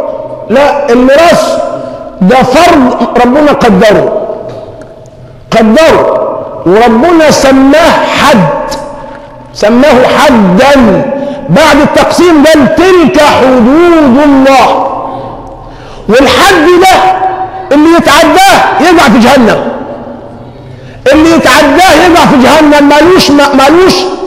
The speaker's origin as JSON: {"language": "Arabic", "country": "Egypt", "said": "اللهم حول حالنا كمصريين إلى أحسن حال"}